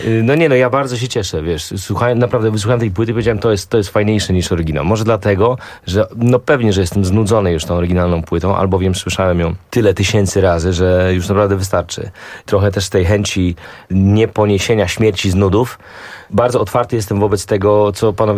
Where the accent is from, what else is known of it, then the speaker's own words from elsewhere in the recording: Szczecin, West Pomeranian Voivodeship, Poland; ja jestem ze Szczecina i to te teksty wynikają ze szczecińskiego umysłu.